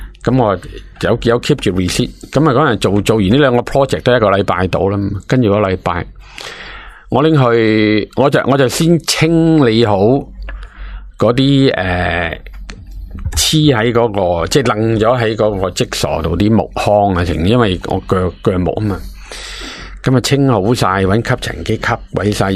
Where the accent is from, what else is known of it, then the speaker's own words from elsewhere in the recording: China; 咁西人咧就冇我哋中国人咁好镬气啊